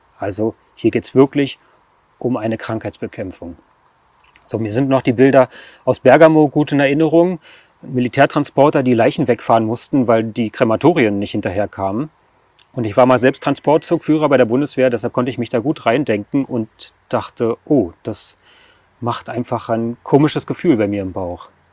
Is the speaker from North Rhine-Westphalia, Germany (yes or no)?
no; Berlin, Germany; ich bin 46 Jahre alt, ich komme aus dem Raum Berlin